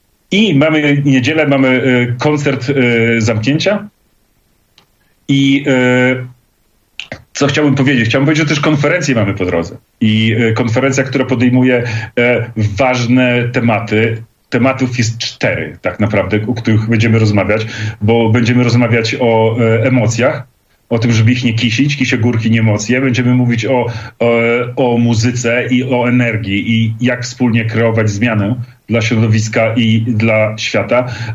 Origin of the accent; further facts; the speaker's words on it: Podlaskie Voivodeship, Poland; jesteśmy ludkami spod Podlaskiej Puszczy albo nawet z Puszczy niektórzy